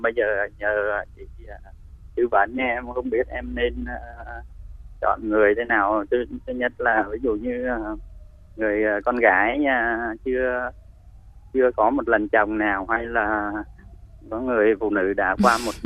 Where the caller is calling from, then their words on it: Bình Dương, Vietnam; Dạ em đến từ Bình Dương chị.